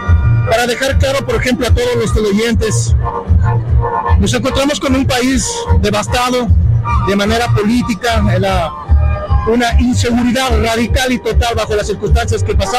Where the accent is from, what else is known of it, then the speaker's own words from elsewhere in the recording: Tungurahua, Ecuador; soy indígena quichua del Tungurahua, del Ecuador